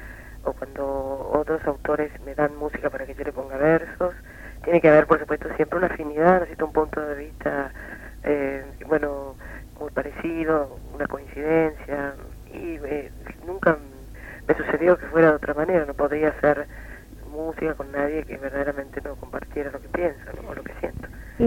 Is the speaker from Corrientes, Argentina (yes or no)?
yes; Corrientes, Argentina; moved away as an adult; now in Buenos Aires, Argentina; yo me había invitado a cantar en mi ciudad natal, que es Corrientes Capital, y la zona de influencia